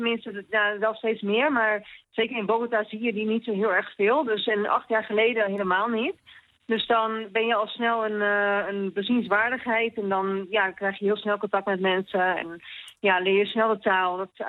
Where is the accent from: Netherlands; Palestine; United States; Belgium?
Netherlands; En ik kom uit een heel klein dorp.